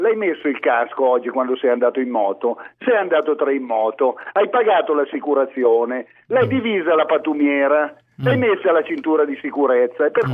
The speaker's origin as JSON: {"language": "Italian", "town": "Cantù", "region": "Lombardy", "country": "Italy", "said": "Io sono di Cantù"}